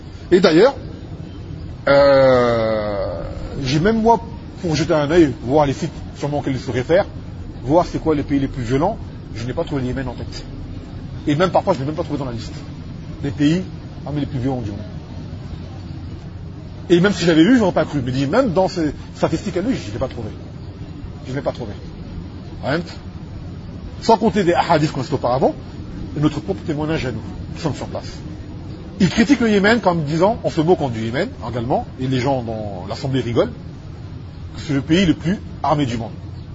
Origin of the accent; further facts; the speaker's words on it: Martinique; Je ne suis pas d'origine yéménite, je suis martiniquais, d'accord.